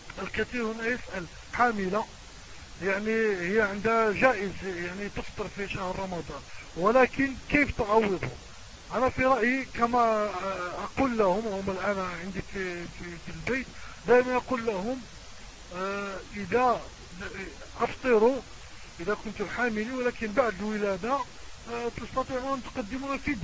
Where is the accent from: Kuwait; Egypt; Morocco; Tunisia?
Morocco; نحن من المغرب نتكلم ونبلغ سلامنا الحار الى جميع الشعوب العربية